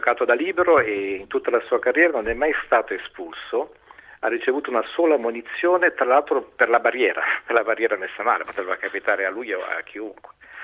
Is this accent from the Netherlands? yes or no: no; São Paulo, Brazil; quando ero bambino in Brasile a San Paolo e giocavo con i miei coetanei che erano ebrei, musulmani, mulatti, giapponesi ed ero figlio di immigranti italiani.